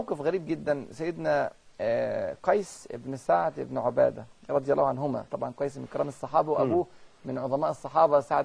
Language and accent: Arabic; China; Arabic is a second language; احنا عندنا في الصين 3 ديانات رئيسية،